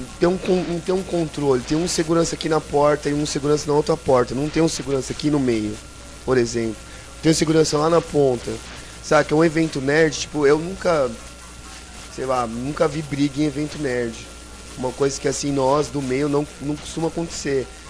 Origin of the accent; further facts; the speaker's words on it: São Paulo, Brazil; eu sou de São Paulo, eu não costumo andar com dinheiro, nem em São Paulo